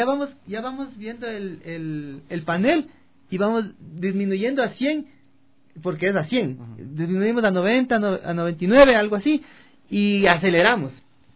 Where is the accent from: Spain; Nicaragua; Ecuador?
Ecuador; Quito, Pichincha; Nosotros, acostumbrados al radar de acá, como quiteños, vamos a Ambato y vemos el número.